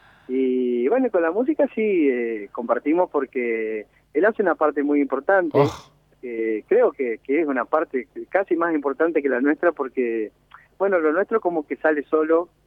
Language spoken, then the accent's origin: Spanish; Choele Choel, Río Negro, Argentina; also born or lived in Viedma; now in Darwin, Argentina; cuando tenía unos 4 años, 5, antes de los 5, me vine a Chuele a vivir. Y bueno, viví toda mi juventud en Chuele ahí, mi infancia. Uh-huh. Y bueno, después por las cosas de la vida, me llevaron a Darwin